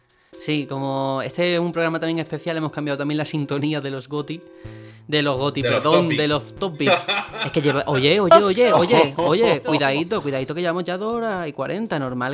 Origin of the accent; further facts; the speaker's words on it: Algeciras, Andalusia, Spain; now in Madrid, Spain; Yo soy de Algeciras, aunque esté en Madrid, así que me iré a Algeciras a la Nochebuena